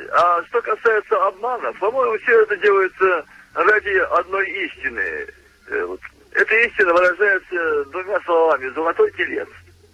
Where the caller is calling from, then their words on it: Tolyatti, Samara Oblast, Russia; Это я из Тольятти. Опять вам звоню.